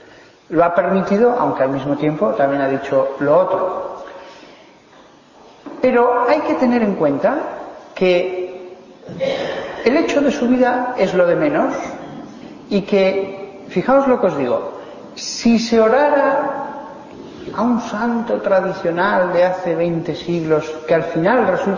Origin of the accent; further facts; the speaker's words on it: Aragon, Spain; patrono de Aragón, de donde yo soy